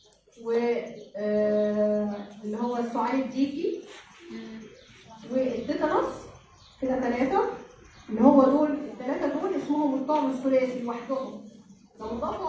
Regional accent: Egypt; جدول التطعيمات الإجباري اللي عندنا في مصر.

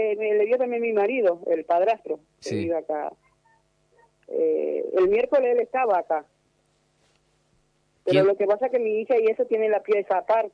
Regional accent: Paraguay; Sí, soy de Paraguay.

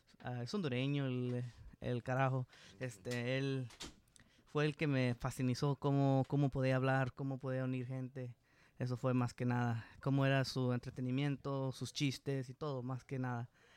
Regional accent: Santa Ana, California, United States; Yo así aquí soy natal de Santa Ana. Mis padres, mi papá del bonito estado de México, mi mamá de Guerrero, aquí trayéndome para acá de este lado. Aquí nací, aquí crecí y aquí seguiré.

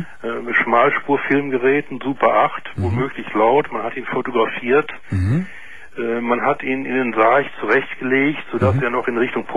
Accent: Duisburg, North Rhine-Westphalia, Germany; Nee, ich komme aus Duisburg.

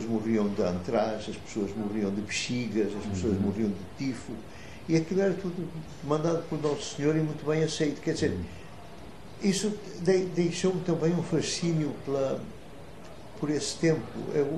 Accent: Vila Nova de Gaia, Norte, Portugal; Eu nasci em Vila Nova de Gaia, em 1930.

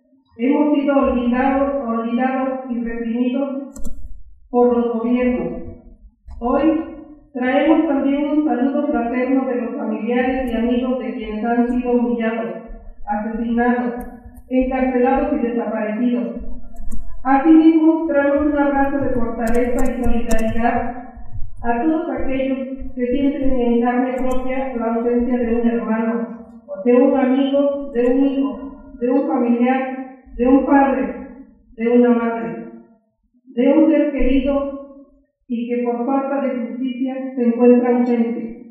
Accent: Oaxaca, Mexico; vengo del combativo Estado de Oaxaca.

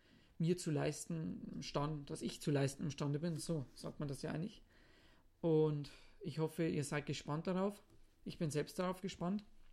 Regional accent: Zwiesel, Bavaria, Germany; accent: Bavarian; Wie man natürlich weiß, spreche ich Bayerisch, denn ich komme ja aus Zwiesel. Und es ist für mich auch manchmal ein bisschen schwer, in Hochdeutsch zu reden.

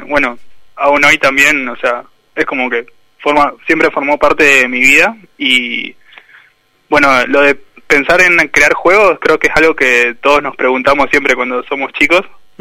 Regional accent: Junín de los Andes, Neuquén, Argentina; Yo soy de Junín de los Andes, ahora estoy acá.

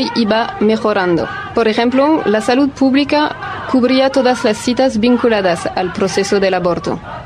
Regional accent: France; Spanish is a second language; Somos dos francesas viajando por Argentina

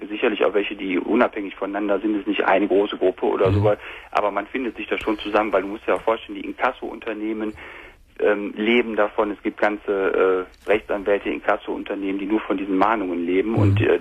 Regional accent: North Rhine-Westphalia, Germany; Und ja, ich komme aus der Nähe von Köln.

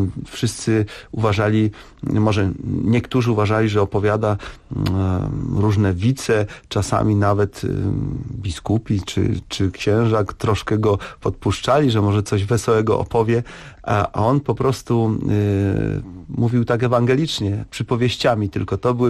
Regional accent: Lesser Poland, Poland; myśmy w to jako górale za bardzo uwierzyli

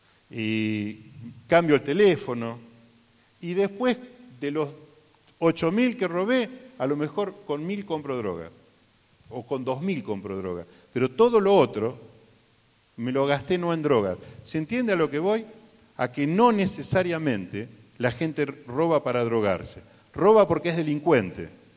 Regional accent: Puerto Madryn, Chubut, Argentina; allá en Puerto Madryn, soy de Puerto Madryn, un lugar relativamente marginal, podríamos decir que es un barrio que se llama San Miguel.

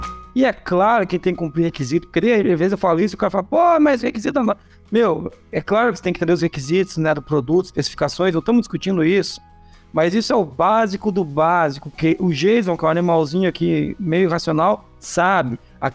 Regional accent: Foz do Iguaçu, Paraná, Brazil; Até o oeste, lá onde eu vim de Foz do Iguaçu. Então eu sou Foz do Iguaçuíno, né? Como dizer, eu vim de Foz do Iguaçu.

